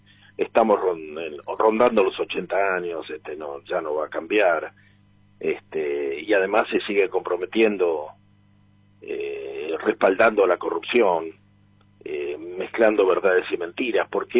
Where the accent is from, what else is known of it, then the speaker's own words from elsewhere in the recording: Argentina; Y esa es la trampa en la que estamos como pueblo argentino